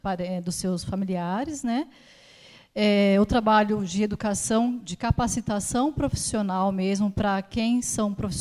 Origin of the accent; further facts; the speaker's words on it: São Paulo, Brazil; born there; now in Campinas, Brazil; eu sou de Campinas, Nasci aqui em São Paulo, mas moro lá já há 20 anos.